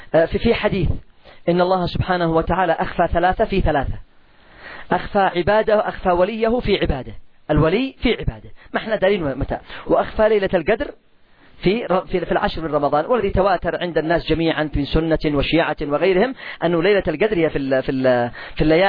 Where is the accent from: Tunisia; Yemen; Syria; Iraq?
Yemen; سعر الدقيق والقمح عندنا في اليمن ما تقلش عن 300 ريال